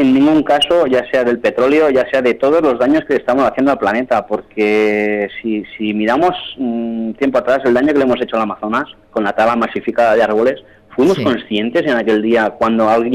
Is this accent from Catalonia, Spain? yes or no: yes; Mataró, Catalonia, Spain; born there; now in Ibiza, Spain; Yo soy nacido en Barcelona, en Mataró, y me siento ibicenco como que ha nacido aquí. De hecho, tengo dos hijos nacidos aquí en Ibiza.